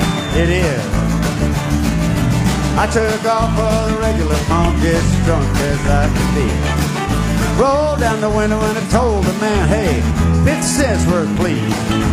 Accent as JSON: {"language": "English", "region": "Gulf Coast", "country": "United States", "tie": "born or raised there", "said": "I grew up on the Gulf Coast where the Krispy Kreme and the Crystal originated."}